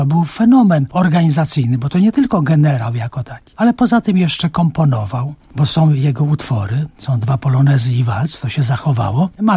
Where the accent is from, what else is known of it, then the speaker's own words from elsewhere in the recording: Maciejowice, Masovian Voivodeship, Poland; To się bierze z tego, że ja pochodzę w ogóle z Maciejowic.